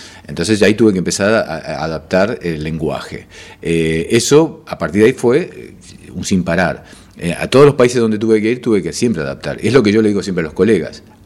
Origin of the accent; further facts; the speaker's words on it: Rosario, Santa Fe, Argentina; now in Buenos Aires, Argentina; Yo vine desde Rosario, debo decir eso, yo soy rosarino, llegué a Buenos Aires. En Buenos Aires me metí en Palermo, básicamente en la Placita Serrano